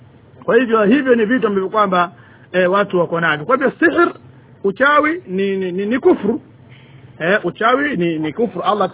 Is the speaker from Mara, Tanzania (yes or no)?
no; Tanga, Tanga Region, Tanzania; kule kwetu kule Tanga kule itwa limbwata hiyo.